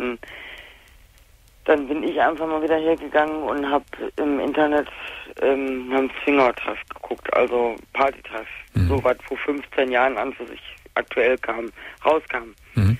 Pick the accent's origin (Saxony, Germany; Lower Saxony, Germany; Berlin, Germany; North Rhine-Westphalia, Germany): North Rhine-Westphalia, Germany; Bei uns im Ruhrgebiet, ich bin jetzt in Hessen hier, bei uns im Rheinland